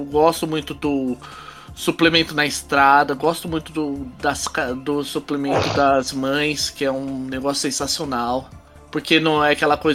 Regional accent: São Paulo, Brazil; eu sou paulista da história

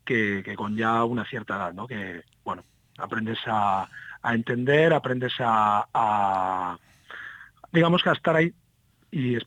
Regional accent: Tarragona, Catalonia, Spain; Sí, parte de la banda sí, y yo estoy en Tarragona. Yo soy de Tarragona.

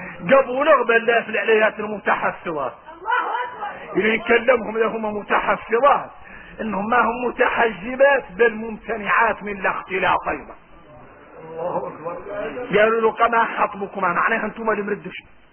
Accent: Mauritania; احنا موريتاني تعودنا من الليل والسنين

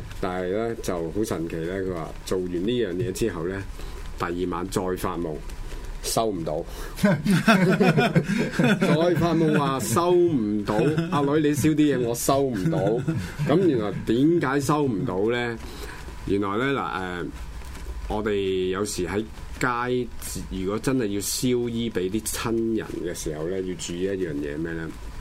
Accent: China; 其實自古以嚟人，尤其是我哋中國人就話入土為安啊嘛。

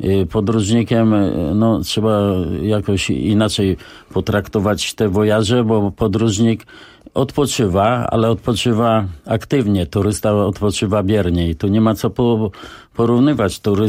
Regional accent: Warsaw, Masovian Voivodeship, Poland; No właśnie, wywodzę się z Targówka, tej części najstarszej w Warszawie

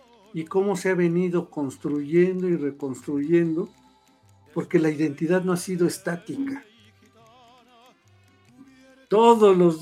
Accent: Costa Rica; born there; Para mí, haber nacido en Costa Rica está bien, pero soy mexicana.

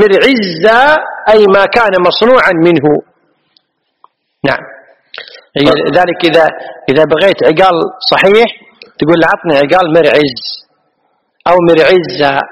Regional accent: Kuwait; عد هذه معروفة عندنا في الكويت، المرعز معروف عندنا في الكويت

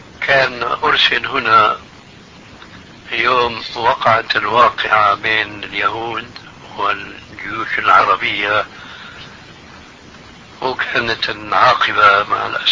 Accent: Syria; وكان له محل في منطقة اسمها عندنا في سوريا حريقة

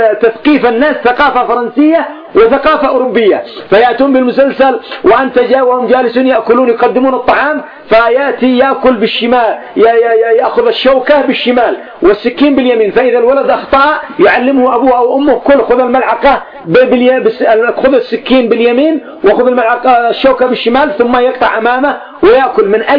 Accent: Yemen; والآن عندنا في اليمن عصدونا عصد وخبطونا خبط

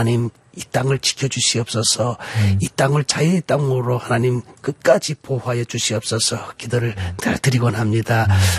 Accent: North Korea; now in South Korea; 우리가 북한에서 왔습니다만은 이 대한민국에서 우리가 지금 살고 있는 대한민국 국민이

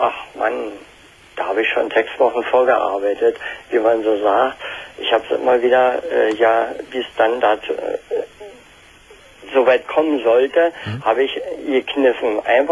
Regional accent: eastern Germany, Germany; ich komme aus dem Osten.

